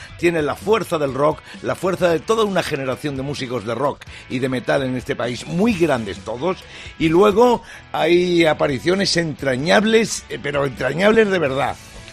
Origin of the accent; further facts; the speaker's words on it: Toledo, Castilla-La Mancha, Spain; Primer chiste que llega en el día de hoy llega desde mi tierra, desde Toledo